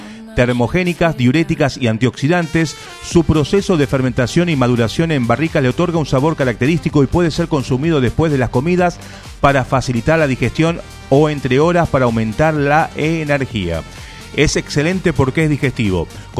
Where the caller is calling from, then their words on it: Quilmes, Buenos Aires Province, Argentina; de Quilmes.